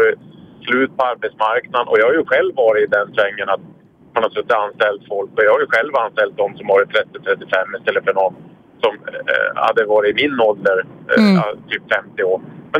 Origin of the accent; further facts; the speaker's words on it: Luleå, Norrbotten County, Sweden; moved away; Och jag flyttade ju 97, så flyttade vi ner till Skåne från Luleå. Alltså det är 160 mil ner.